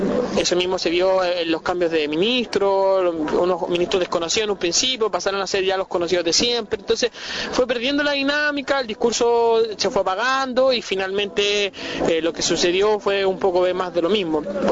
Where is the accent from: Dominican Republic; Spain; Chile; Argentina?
Chile; No somos ni paraguayos, ni uruguayos, ni ecuatorianos, somos chilenos